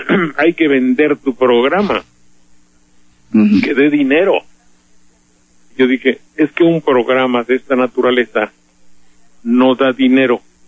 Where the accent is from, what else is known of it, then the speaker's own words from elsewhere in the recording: Veracruz, Mexico; Porque soy de Veracruz